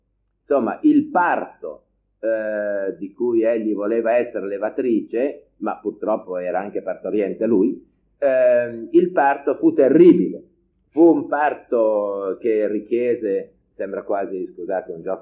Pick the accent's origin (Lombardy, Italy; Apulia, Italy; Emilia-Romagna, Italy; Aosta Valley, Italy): Aosta Valley, Italy; io vengo anche da una regione, come portavoce di una regione a statuto speciale, perché vengo dalla Val d'Aosta